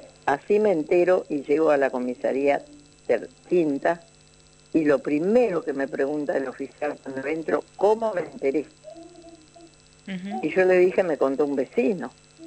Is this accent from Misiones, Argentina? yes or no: yes; Misiones, Argentina; Yo vengo de la selva de Misiones, donde apenas tengo una primaria